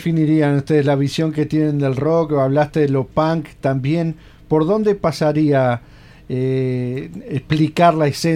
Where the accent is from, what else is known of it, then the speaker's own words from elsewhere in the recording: Montevideo, Uruguay; Yo, por ejemplo, que soy montevideano, pero viviendo con mi abuela y con tíos abuelos